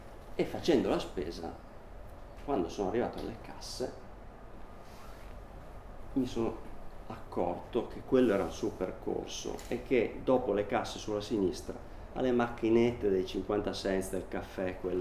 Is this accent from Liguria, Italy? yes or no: yes; Sanremo, Liguria, Italy; A un certo punto io sono di Sanremo e mio nonno, per una storia che non c'entra niente con la poesia